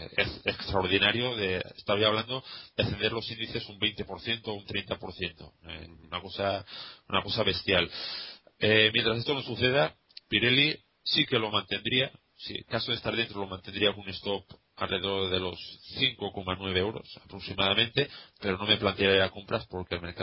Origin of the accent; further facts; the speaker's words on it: Valencia, Valencian Community, Spain; porque soy de Valencia, ¿verdad?